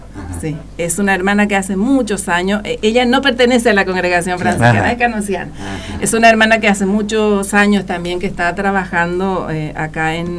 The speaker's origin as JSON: {"language": "Spanish", "town": "Coronel Oviedo", "region": "Caaguazú", "country": "Paraguay", "tie": "born there", "said": "Yo nací en Coronel Oviedo, que es una bien sería en la región oriental, no sé, bien, bien estratégico, bien en el centro está. Es una ciudad que une todas las otras ciudades, por eso dice que está bien en el centro."}